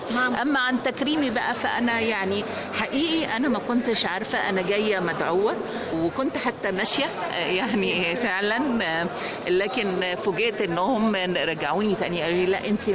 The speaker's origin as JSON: {"language": "Arabic", "country": "Egypt", "said": "الحقيقة أنا فخورة كمصرية النهاردة"}